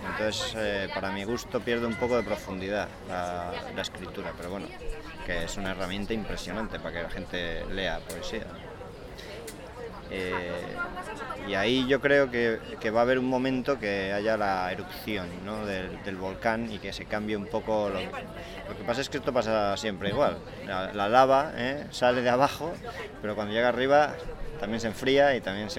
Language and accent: Spanish; Asturias, Spain; moved away; cuando vives en Asturias, que yo soy de Asturias, y viví en Asturias hasta hace 10 años